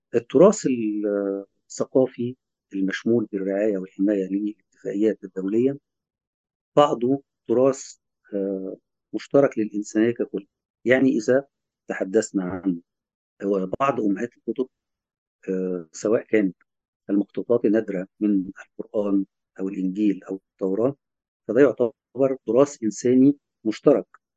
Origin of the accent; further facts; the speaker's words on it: Egypt; لما نقول ألف ليلة وليلة عندنا كمصريين